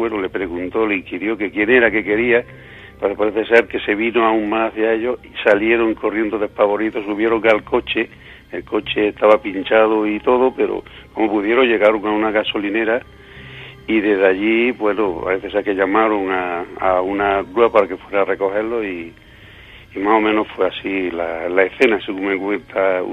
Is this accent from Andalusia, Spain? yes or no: yes; Villanueva del Duque, Andalusia, Spain; muy cerca de mi pueblo, de Villanueva del Duque.